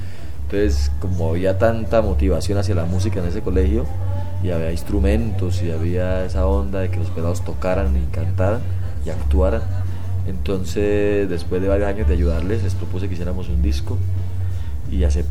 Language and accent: Spanish; Santander, Colombia; hay una vereda que se llama La Tigra por allá cerca en Santander, a mi pueblo.